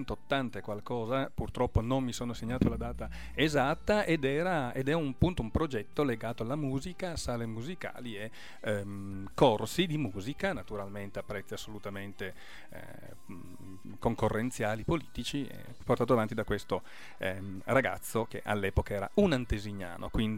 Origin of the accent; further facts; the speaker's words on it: Orbassano, Piedmont, Italy; dalle nostre parti, dalle parti di Torino, d'Orbassano per la precisione